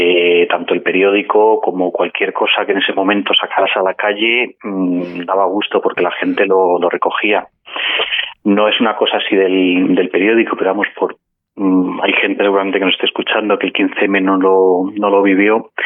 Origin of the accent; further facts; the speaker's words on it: Madrid, Community of Madrid, Spain; somos todos de Madrid, el periódico se edita en Madrid.